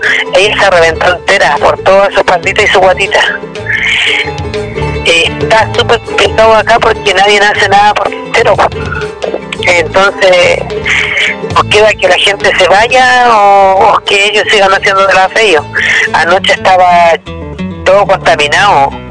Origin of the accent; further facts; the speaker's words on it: Quintero, Valparaíso, Chile; yo soy nacida y criada acá en Quintero, 35 años, y mis hijos igual.